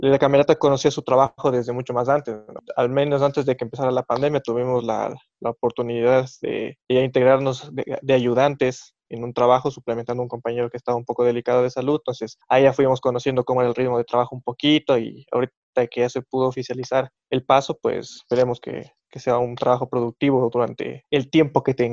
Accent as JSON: {"language": "Spanish", "town": "Quito", "region": "Pichincha", "country": "Ecuador", "said": "Yo siempre digo, solo soy un pianista quiteño"}